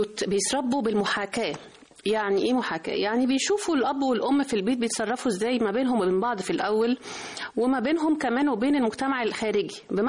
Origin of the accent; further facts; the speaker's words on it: Egypt; وإحنا طبعا المصريين يعني خير أجناد الأرض، فمعروفة قوي إنه إحنا كمصريين